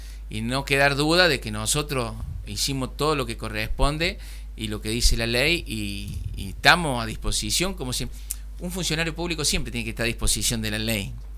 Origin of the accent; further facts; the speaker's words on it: Saldán, Córdoba, Argentina; No, porque no va con nuestra enseñanza, con nuestra crianza. Nosotros Somos de Saldán, somos humildes, pero también somos hone